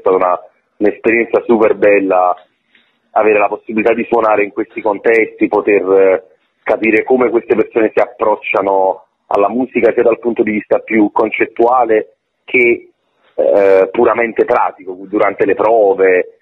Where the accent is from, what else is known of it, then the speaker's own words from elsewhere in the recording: Naples, Campania, Italy; in quanto napoletano è ovviamente una di quelle cose che sento piuttosto vicine.